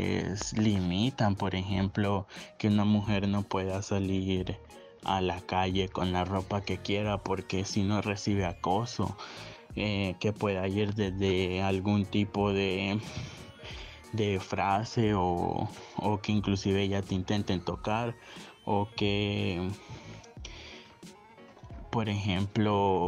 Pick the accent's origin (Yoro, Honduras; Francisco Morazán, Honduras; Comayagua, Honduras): Francisco Morazán, Honduras; Tegucigalpa; soy de Tegucigalpa